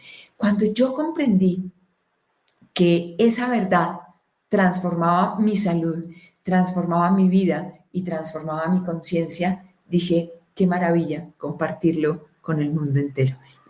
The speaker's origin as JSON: {"language": "Spanish", "country": "Colombia", "tie": "born there", "said": "No. ¿Mi verdad es que yo nací en Colombia? No. ¿Mi verdad es que soy mujer? No."}